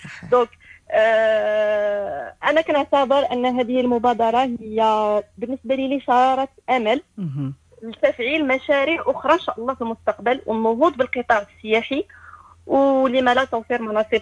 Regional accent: Ouazzane, Tanger-Tetouan-Al Hoceima, Morocco; لأن أنا أحب وزان معناتها أنني خاصني نحافظ على مدينتي

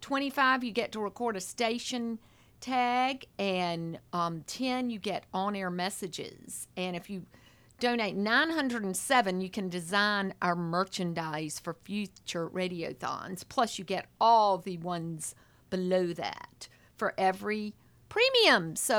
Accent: Raleigh, North Carolina, United States; now in Blacksburg, United States; She called all the way from Raleigh, where I grew up. I think I've told y'all I'm from Raleigh. But I live in Blacksburg now

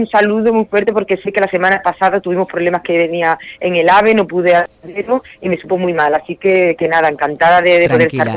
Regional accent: Coria del Río, Andalusia, Spain; moved away; cuando salí de aquí de Sevilla, de Coria, y fui a Madrid

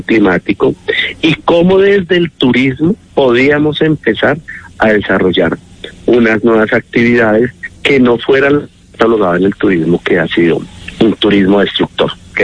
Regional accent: Bogotá, Colombia; now in Silvania, Colombia; No, yo soy de Bogotá, ya hijo adoptivo de Silvania desde hace 11 años. Llegué allí producto de esas causalidades de la vida, producto del conflicto armado

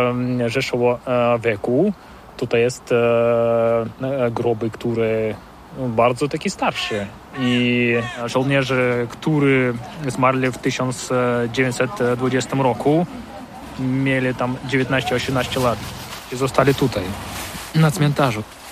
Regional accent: Siberia, Russia; Polish is a second language; now in Poland; A jestem z Rosji, jestem z centrum Syberii

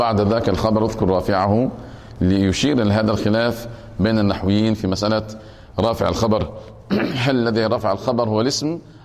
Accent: Egypt; يعني عندنا في مصر الفصل الدراسي قد يتجاوز 50 طفلا في المرحلة الابتدائية

